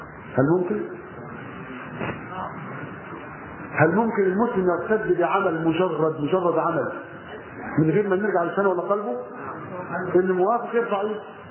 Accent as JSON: {"language": "Arabic", "region": "Monufia Governorate", "country": "Egypt", "tie": "born or raised there", "said": "فجاء توجه الى قريتنا على الرمل في المنوفيه والقى فيها المحاضره"}